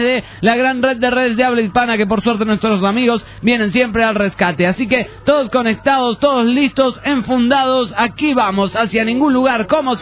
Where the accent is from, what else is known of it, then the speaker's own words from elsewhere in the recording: Venezuela; bueno, como venezolana que soy, quiero que este año venidero nos traiga cosas buenas para todos. Una de las cosas más importantes es que se solucionen los problemas en mi país